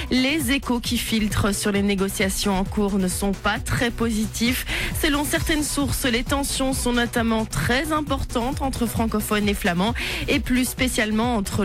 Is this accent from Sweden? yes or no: no; Flanders, Belgium; accent: Flemish; Mais ça, c'est mon accent flamand qui ressort dès que je vois des lettres un peu flamands.